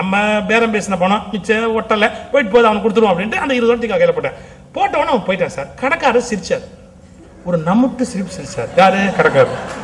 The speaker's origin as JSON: {"language": "Tamil", "country": "India", "said": "நானும் இந்தியன் தானே"}